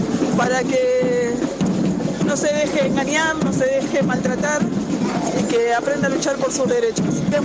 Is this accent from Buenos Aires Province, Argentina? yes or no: yes; Moreno, Buenos Aires Province, Argentina; vengo del partido de Moreno.